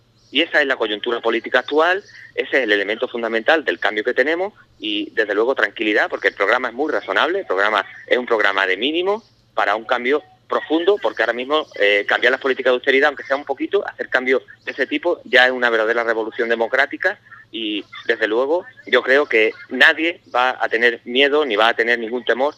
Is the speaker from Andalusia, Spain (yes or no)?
yes; Medina Sidonia, Andalusia, Spain; Yo soy de Medina Sidonia, el campo de Jerez, el campo de gaditano, está abandonado